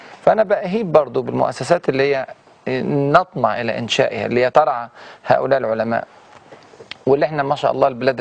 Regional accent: Egypt; زي ما بيسموه عندنا في مصر يعني

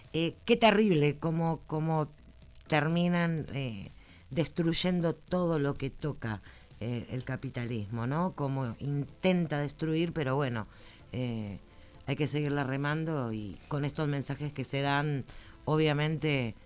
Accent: Buenos Aires, Argentina; yo, por ejemplo, que soy de Barracas

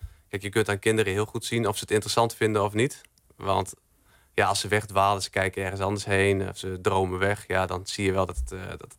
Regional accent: Emmen, Drenthe, Netherlands; ik kom uit Emmen, dus dat is toch nog wel een rit van 1,5 uur.

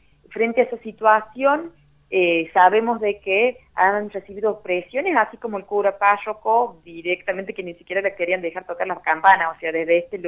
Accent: Chilecito, La Rioja, Argentina; yo soy de Chilecito

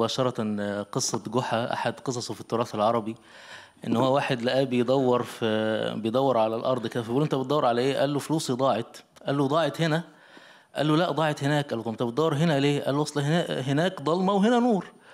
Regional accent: Egypt; وحدث عندنا في مصر مساخر كثيرة

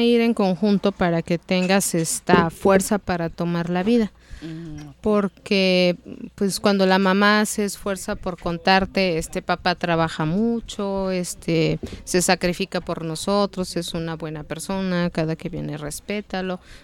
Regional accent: Mexico City, Mexico; born there; Nacimos en la Ciudad de México, entonces pues siempre nos llevaba caminando.

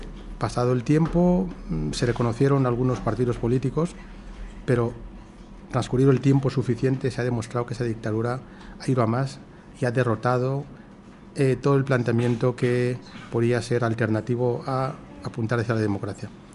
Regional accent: Equatorial Guinea; also born or lived in Spain; presentar aquí como español que soy y como guineano que soy

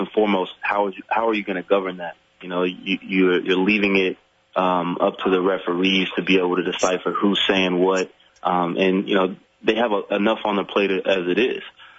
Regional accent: Florida, United States; I grew up in Florida, near Alabama. The part of Florida where I live, they called it Southern Alabama.

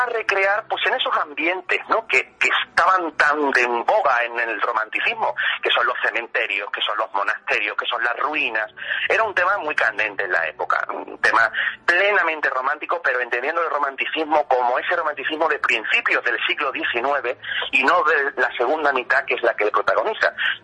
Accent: Seville, Andalusia, Spain; Así que como me encanta Soria y soy sevillano, pues evidentemente sería la leyenda perfecta, la mezcla de las dos.

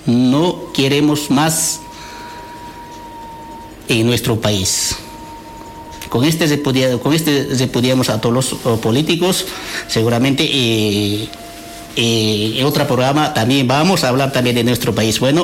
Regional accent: Bolivia; queremos pobreza en Bolivia, nosotros queremos trabajo. Todos los bolivianos, nosotros queremos vivir como un boliviano

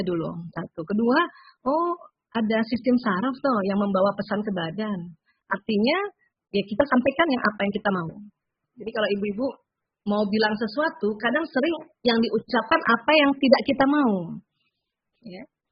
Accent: South Sulawesi, Indonesia; Kayak saya ini orang Bugis. Orang Bugis kan kalau keras ya.

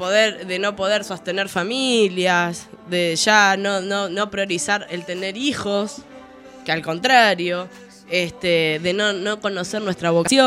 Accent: Argentina; Queremos ser una nación argentina porque somos argentinos

